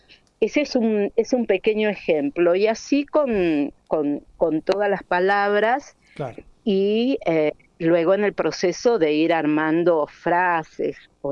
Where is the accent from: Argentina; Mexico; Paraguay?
Argentina; Mendoza; buscando qué nombre ponerle a ese dúo que de alguna manera nos identificara como mendocinos